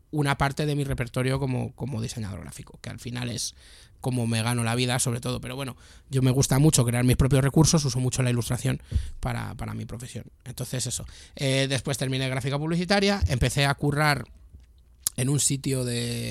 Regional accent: Spain; born there; Y claro, con la mala pata que yo nací en España, entonces esto de qué va.

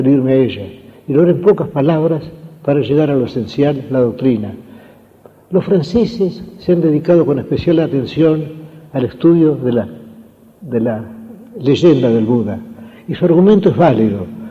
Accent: Argentina; ¿Qué es, me he preguntado yo muchas veces, ser argentino? Ser argentino es sentir que somos argentinos.

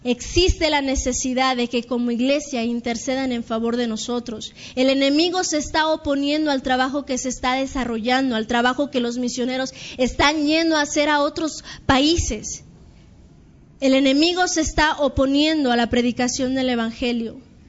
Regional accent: Mexico; Está habiendo mucho problema en la actualidad para nosotros como misioneros mexicanos.

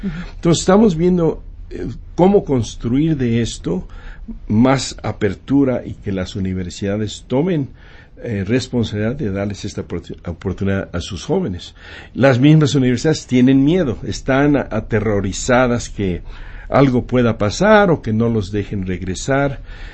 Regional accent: Mexico; now in United States; como mexicanos como somos nosotros que hemos migrado

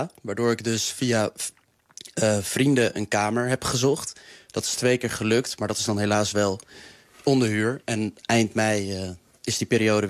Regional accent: Eindhoven, North Brabant, Netherlands; En ik kom uit Eindhoven, dus ik heb het ook aan de lijve mogen ondervinden.

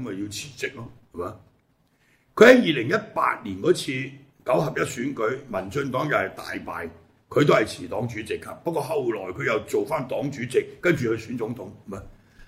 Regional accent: Hong Kong; 我哋香港人啊，或者對台灣政治唔係好了解

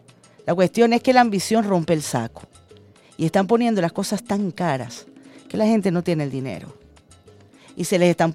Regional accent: Venezuela; como ciudadana, como venezolana

